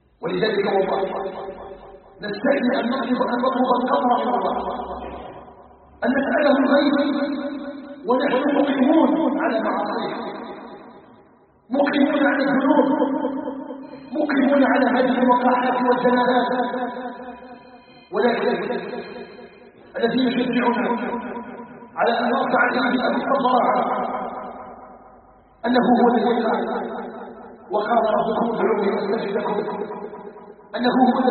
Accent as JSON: {"language": "Arabic", "country": "Algeria", "said": "اللهم اجعل بلدنا الجزائر بلدنا امنا مطمئنا"}